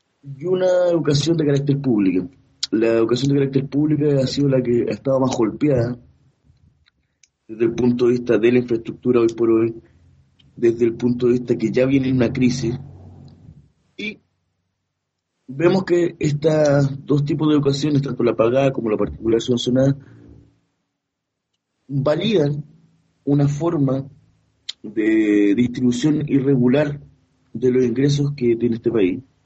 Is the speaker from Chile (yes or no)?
yes; Chile; una generación donde nos criamos en Chile esperando construir un país distinto